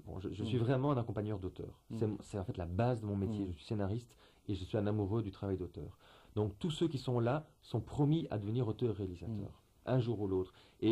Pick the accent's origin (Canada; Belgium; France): Belgium; Et j'en ai parfois marre de devoir me justifier, de dire je suis belge, ou je suis flamand, ou je suis wallon, ou je suis bruxellois. Voilà, je suis un mélange de tout ça